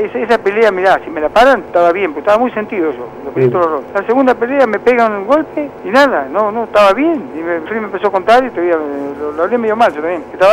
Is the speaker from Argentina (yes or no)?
yes; Argentina; Bueno, yo como argentino, tengo